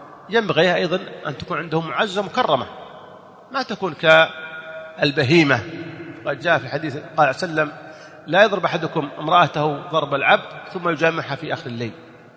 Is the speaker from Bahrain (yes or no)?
no; Saudi Arabia; هو توفي عندنا في السعودية